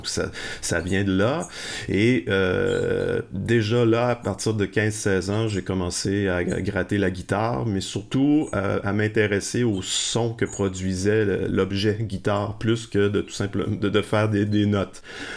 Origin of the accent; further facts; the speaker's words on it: Lévis, Quebec, Canada; Mais j'ai grandi à Lévis.